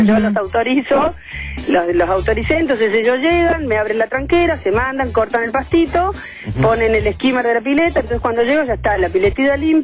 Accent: Apóstoles, Misiones, Argentina; Así que yo soy de Misiones. De un pueblito muy chiquitito que se llama Apóstoles

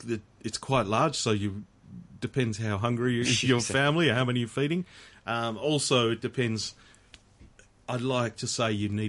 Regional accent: England, United Kingdom; I'm English.

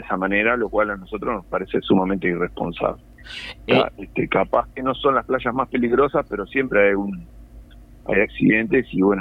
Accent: Colonia, Uruguay; now in Canelones, Uruguay; Yo cumplo la función de guardavía desde el 97 en Canelones. Siempre trabajé acá. Si bien soy de Colonia

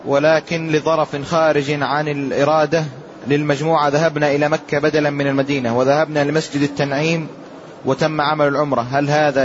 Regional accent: Morocco; now in Saudi Arabia; أنا من المغرب وقد أتيت المملكة يوم الأحد

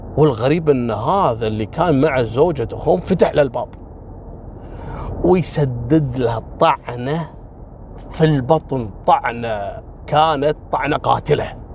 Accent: Kuwait; قصة حصلت عندنا في الكويت في السبعينات

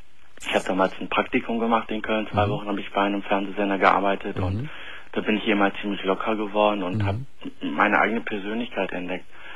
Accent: Turkey; Ich bin Türke.

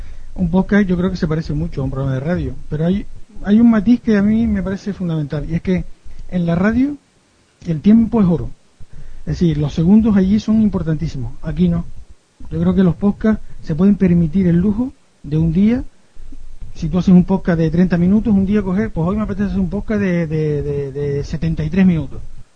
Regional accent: Telde, Canary Islands, Spain; estaba intentando buscar algo de Telde, yo soy de Telde.

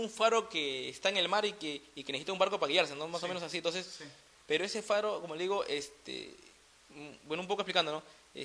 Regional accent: Peru; acá como peruano

